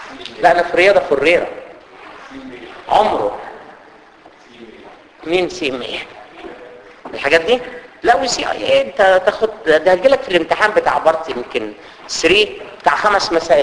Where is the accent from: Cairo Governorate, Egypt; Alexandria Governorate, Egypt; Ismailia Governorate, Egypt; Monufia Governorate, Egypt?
Cairo Governorate, Egypt; Cairo; احنا عندنا في مصر كده خطيره، في القاهره بالذات.